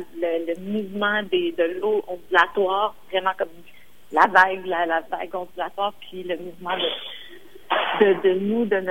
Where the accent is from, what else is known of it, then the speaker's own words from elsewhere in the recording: Montreal, Quebec, Canada; Puis moi, je viens de Montréal. Puis, ironiquement, on est une île, mais on n'a pas l'impression qu'il y a de l'eau autour de nous.